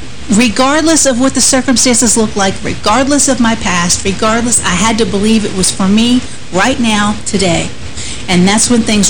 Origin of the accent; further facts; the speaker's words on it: Northeast, United States; now in Hendersonville, United States; I come from the Northeast. I had to move over 800 miles to here, to Hendersonville, to be in this ministry for God to heal me.